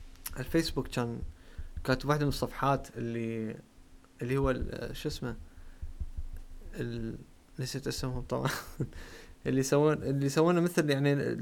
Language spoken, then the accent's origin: Arabic; Iraq; على اعتباراني نحن عراقيين ما ليش قلت عراقيين بس انه احنا عراقيين نحكي عراقي